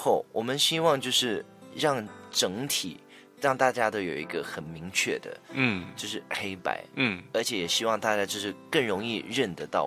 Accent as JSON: {"language": "Chinese", "country": "Malaysia", "said": "我是来自马来西亚的，所以马来西亚它是一个完全没有冬天的一个地方嘛，所以它只有夏天，而且马来西亚它是属于一个阳光很好"}